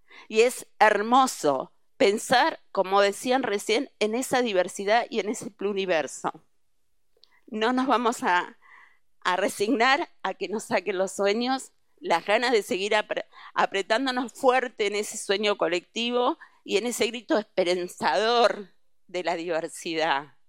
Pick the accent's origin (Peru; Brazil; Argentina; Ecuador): Argentina; Bahía Blanca, Buenos Aires Province; vengo de la generación que era muy pequeña con la dictadura, pero me crié en Bahía Blanca, lo cual fue terrible.